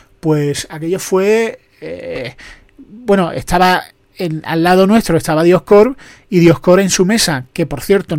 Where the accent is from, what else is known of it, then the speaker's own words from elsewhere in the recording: Andalusia, Spain; Yo que soy andaluz soy desconfiado